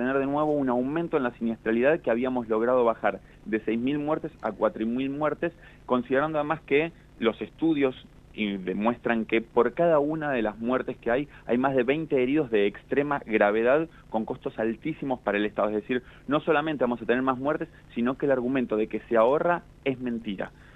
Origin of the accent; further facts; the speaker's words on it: Argentina; Como argentino, con muchísima preocupación